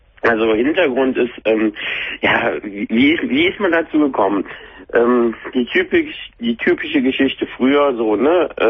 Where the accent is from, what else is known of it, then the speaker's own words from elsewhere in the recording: North Rhine-Westphalia, Germany; Ich komme aus der Nähe von dem anderen Ort von Köln, der große Parkplatz von Köln.